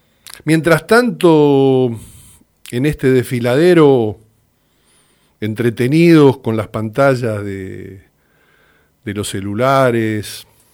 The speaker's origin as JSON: {"language": "Spanish", "country": "Argentina", "said": "percibo que somos un colectivo argentino, un grupo humano con una identidad"}